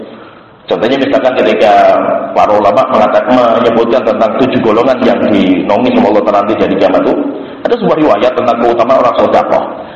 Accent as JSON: {"language": "Indonesian", "region": "Java", "country": "Indonesia", "said": "Kita orang Jawa. Kita itu orang Jawa."}